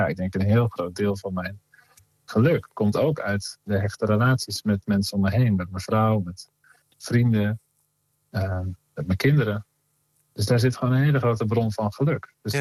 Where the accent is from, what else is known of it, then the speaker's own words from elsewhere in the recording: Veenendaal, Utrecht, Netherlands; Ik groeide op met die muziek vooral van … Dat was een beroemdheid in Veenendaal, waar ik opgroeide.